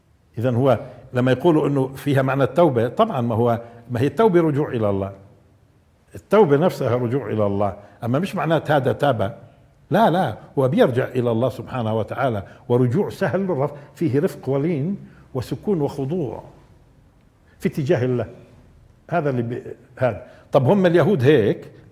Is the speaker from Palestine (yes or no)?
yes; Nablus, West Bank, Palestine; وعندنا في نابلس في يعيش بشك بالفعل المضارع